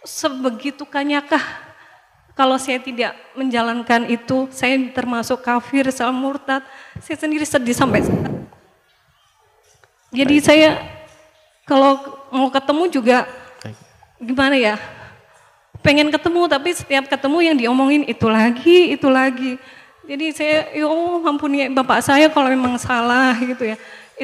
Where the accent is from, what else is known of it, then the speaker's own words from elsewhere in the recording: Depok, West Java, Indonesia; Saya dari Depok, Jakarta.